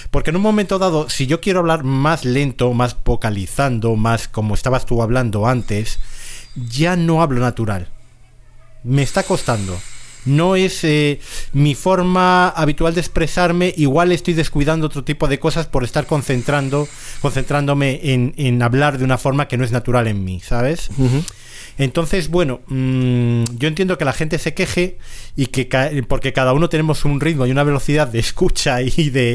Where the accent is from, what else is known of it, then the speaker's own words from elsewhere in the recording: Valladolid, Castile and León, Spain; ahora estamos … y yo, que somos los dos de Valladolid.